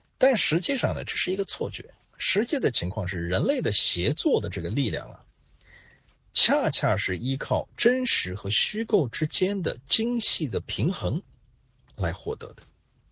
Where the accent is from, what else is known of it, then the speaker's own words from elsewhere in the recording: China; 这一套对于我们中国人来说真的是不要太熟悉啊